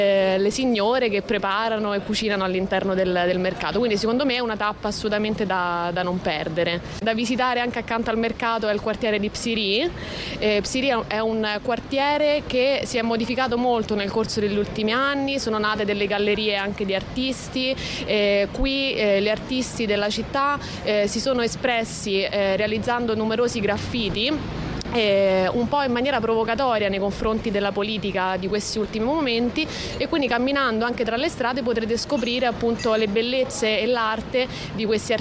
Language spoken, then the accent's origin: Italian; Rome, Lazio, Italy; moved away as an adult; now in Athens, Greece; Io sono di Roma, mi sono trasferita per amore, diciamo anche un po' per caso, perché il tutto è avvenuto abbastanza rapidamente, e in poco tempo sono diventata cittadina di questa bellissima città.